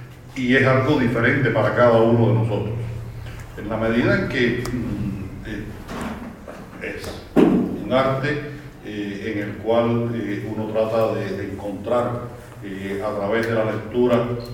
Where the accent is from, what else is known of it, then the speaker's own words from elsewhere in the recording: Cuba; me preguntan muchísimo, soy cubano, imagínense ustedes, me preguntan sobre cosas políticas de Cuba.